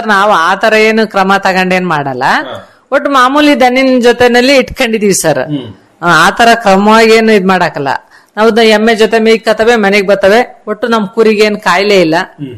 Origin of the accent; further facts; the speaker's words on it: Mangalapura, Karnataka, India; ಅಲ್ಲೇ ಕಟ್ಟೆ ಇದೆ ಸರ್, ಒಂದು ನಮ್ಮೂರಲ್ಲಿ ಮಂಗಳಾಪುರದಲ್ಲಿ, ಆ ಕಟ್ಟೆ ಹತ್ರ ಎಲ್ಲ ಬೇಕಾದಷ್ಟು ಮೇವು ಇರುತ್ತೆ ಸರ್.